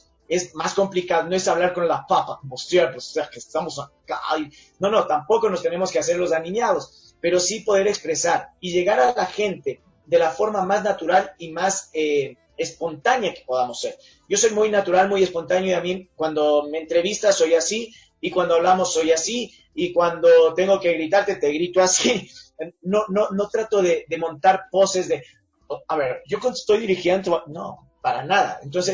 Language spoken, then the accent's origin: Spanish; Ecuador; si es que uno, como ecuatoriano, dice, y bueno, che, ya se agrandó este